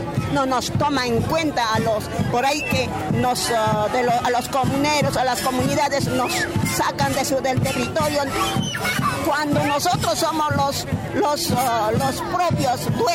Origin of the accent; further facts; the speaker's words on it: Puno, Peru; first language Aymara; Spanish is a second language; soy de Perú, de nación aymara, y soy sur de Perú, que se llama Julipuno, Perú. Bueno, yo soy de nación aymara, tengo mi lengua madre, que es el aymara.